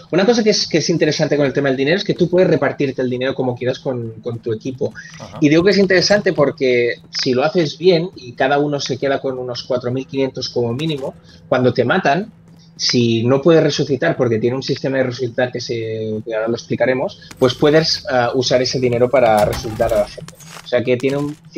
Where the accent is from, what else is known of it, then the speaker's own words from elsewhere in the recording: Spain; como periodistas españoles tenemos la opción de hablar